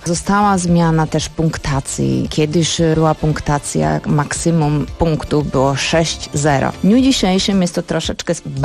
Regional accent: Slovakia; Polish is a second language; ja jako Słowaczka byłam poproszona

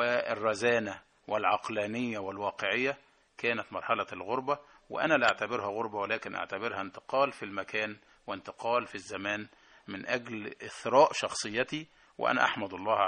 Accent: Egypt; moved away as an adult; وأنا أعتقد أنا يعني بحكم مصرياتي وثقافتي أضفت لهم الكثير

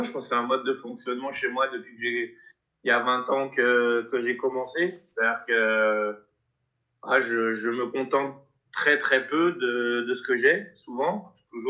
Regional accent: Auvergne-Rhône-Alpes, France; Ouais, région lyonnaise

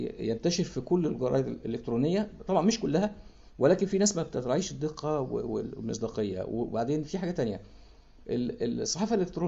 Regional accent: Egypt; وفي اللي حصل عندنا في مصر

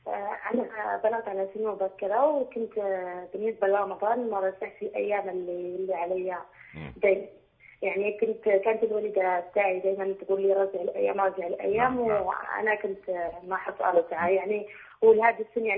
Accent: Morocco; now in United States; وأنا مغربية عايشة بأمريكا

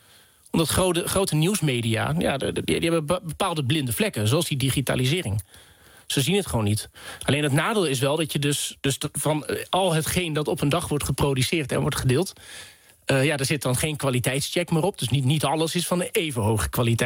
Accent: Vaassen, Gelderland, Netherlands; ik kom uit Vaassen, dus een dorp in de gemeente Epe. Midden in stikstofgebied op dit moment.

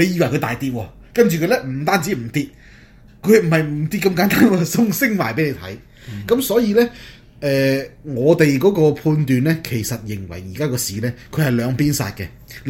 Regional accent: China; 我哋中國人民咧、調氣唔順咧

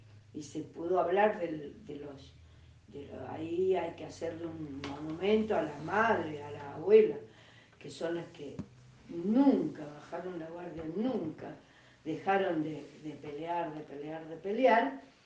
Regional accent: Córdoba, Argentina; now in Buenos Aires, Argentina; yo salí de Córdoba a Buenos Aires, después de la fuga salí a Buenos Aires y viví en Buenos Aires 76-77

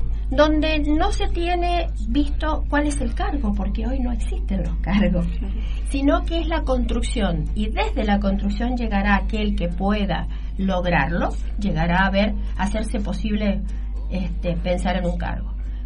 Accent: Guaymallén, Mendoza, Argentina; Yo soy de Guaymallén, milito Guaymallén, trabajo en Guaymallén.

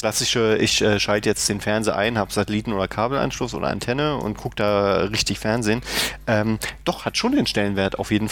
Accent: Berlin, Germany; Also zum Beispiel hier als Berliner muss man

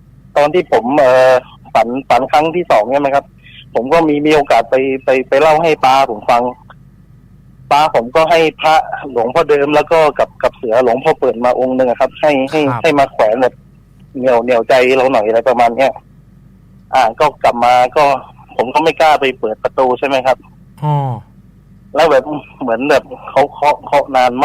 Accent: Phuket, Thailand; บ้านผมอยู่ภูเก็ตนะ

